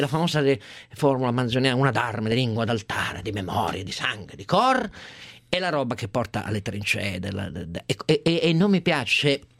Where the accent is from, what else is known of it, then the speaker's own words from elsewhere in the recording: Piedmont, Italy; io del Piemonte sono piemontese